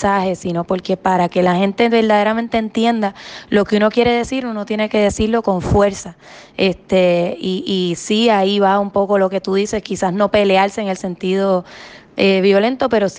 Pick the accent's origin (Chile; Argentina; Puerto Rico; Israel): Puerto Rico; nuestro lado humano, nuestro lado cálido como puertorriqueño, nos ha movido a reaccionar en momentos de dificultad